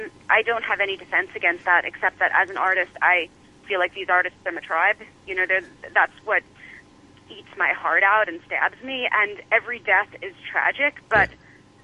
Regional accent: United States; I mean, I'm an American, so that's where my focus is.

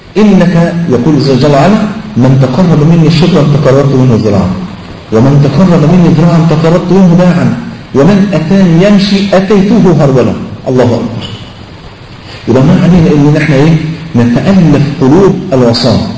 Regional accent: Egypt; فلقيت مطرب من اشهر المطربين عندنا في مصر

